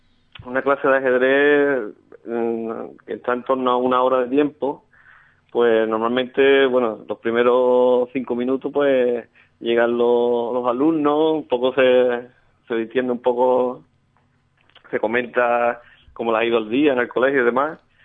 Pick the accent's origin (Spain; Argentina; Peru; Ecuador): Spain; Alcalá de Guadaíra, Andalusia; pues yo soy originario de Alcalá de Guadaira